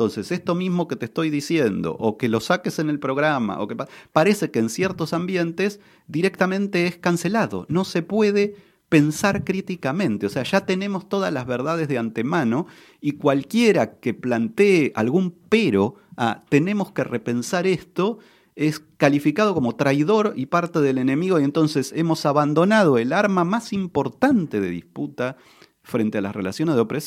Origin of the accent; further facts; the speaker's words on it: Argentina; Mira, como buen argentino soy muy futbolero